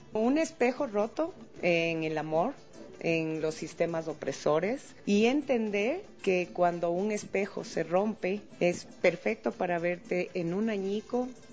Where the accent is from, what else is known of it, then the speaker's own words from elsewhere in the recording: Ecuador; recoger la identidad de mi pueblo ecuatoriano